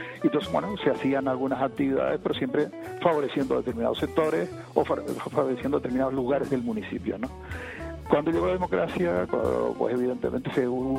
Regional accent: El Escobonal, Canary Islands, Spain; el pueblo del Escobonal, del que yo soy, donde yo nací, ¿no?

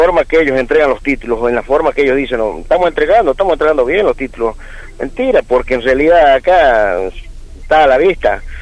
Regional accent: Tucumán, Argentina; nosotros nos vinimos muy contentos de Tucumán, o sea, todos los hermanos

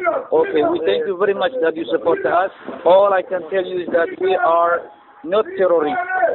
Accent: Somalia; I am from Somalia.

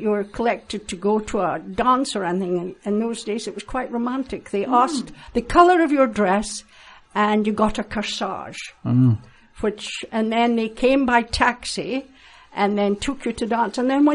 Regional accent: Aberdeen, Scotland, United Kingdom; accent: Doric; No, I was born and educated in Aberdeen.

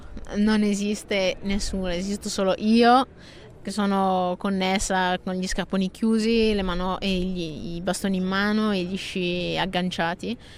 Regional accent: Bergamo, Lombardy, Italy; io sono di Bergamo, e nonostante l'estate sia sempre a Bergamo

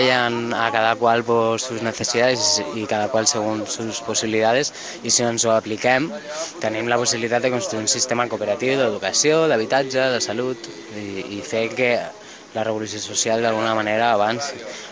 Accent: Balearic Islands, Spain; I clar, jo vinc de Mallorca

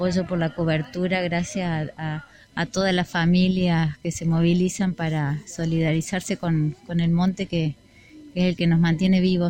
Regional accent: Huerta Grande, Córdoba, Argentina; Bueno, soy de Huerta Grande.

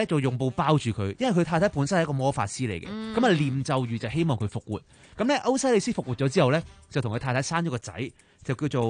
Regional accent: China; 咁我哋中國人嗰啲墳墓陵墓都大家都會知道啦。

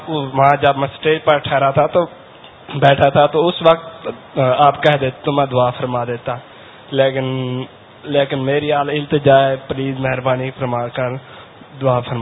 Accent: Bahawalpur, Punjab, Pakistan; بابا جی میں بہاولپور سے آیا ہوں

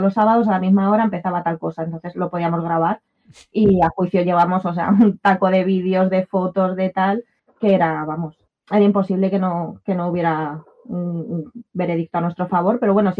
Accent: Madrid, Community of Madrid, Spain; Yo que soy de Madrid, fue algo que me chocó muchísimo la dispersión, ¿no? De los pueblos

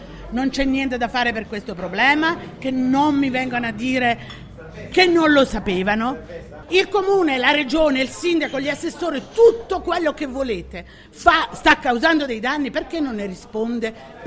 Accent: Camerota, Campania, Italy; born there; now in Milan, Italy; io sono nata a Camerota in provincia di Salerno.

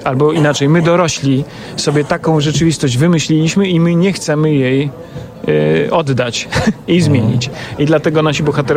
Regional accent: Łomża, Podlaskie Voivodeship, Poland; Nie, ja jestem z Łomży.

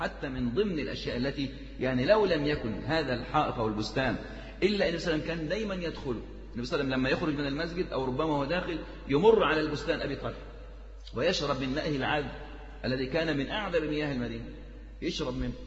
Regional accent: Egypt; برضو عندنا في مصر الوقف كان كثير جدا

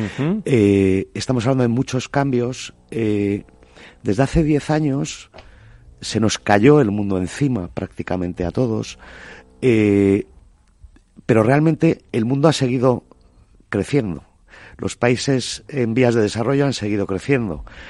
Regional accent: Galicia, Spain; soy gallego y veraneo en Galicia

